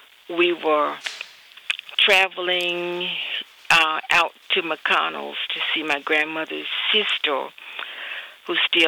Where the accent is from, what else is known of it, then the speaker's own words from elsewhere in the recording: Rock Hill, South Carolina, United States; I grew up in Rock Hill. In fact, I still live in the same home that I grew up in.